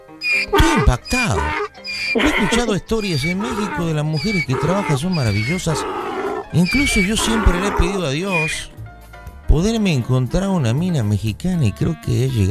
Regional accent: Buenos Aires, Argentina; Yo nací en Buenos Aires, soy porteño.

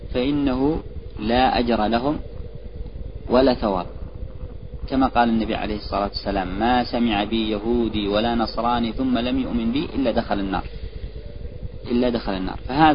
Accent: Yemen; صحيح، هذا عندنا في اليمن أو في من هو حولها

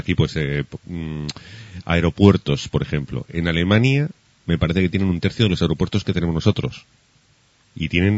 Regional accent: Huesca, Aragon, Spain; Huesca tendrá pues como 40 y pico mil habitantes, que es de donde yo soy

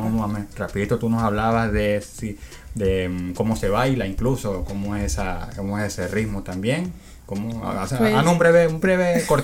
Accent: Venezuela; Igual que en mi país también. Exactamente, la música oficial, digamos, entre otras en Venezuela, el joropo

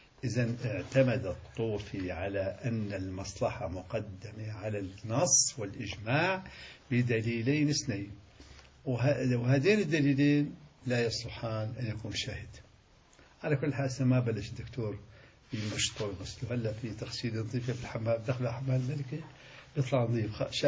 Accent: Syria; هذا مثل عندنا في الشام اسمه 10 بلدي

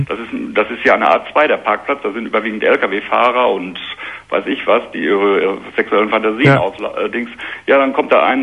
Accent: Hamm, North Rhine-Westphalia, Germany; Ich komme aus Hamm in Westfalen.

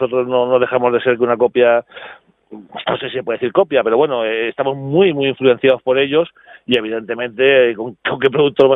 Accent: Castellón, Valencian Community, Spain; nosotros somos de Castellón

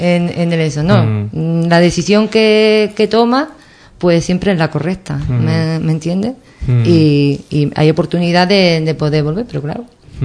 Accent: Ubrique, Andalusia, Spain; now in Cádiz, Spain; vivo en Cádiz, yo nunca, cuando voy por ahí, me preguntan dónde eres. Siempre digo, soy de Ubrique. O sea, que es que yo no puedo perder ni quiero mis raíces, porque yo me siento muy orgullosa de ser ubriqueña

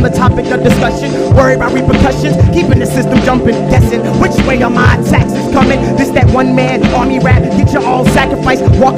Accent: Fredericksburg, Virginia, United States; Once again … from Fredericksburg, Virginia.

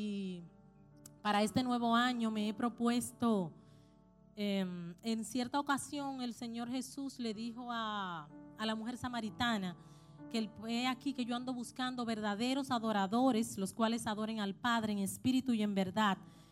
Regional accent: Dominican Republic; now in Chile; somos de la República Dominicana

